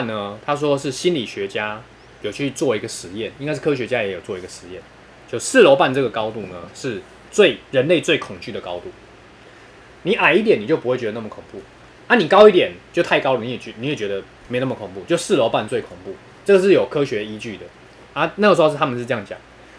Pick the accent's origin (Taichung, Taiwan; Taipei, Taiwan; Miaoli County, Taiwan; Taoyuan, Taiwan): Taoyuan, Taiwan; 因为我是桃园人嘛，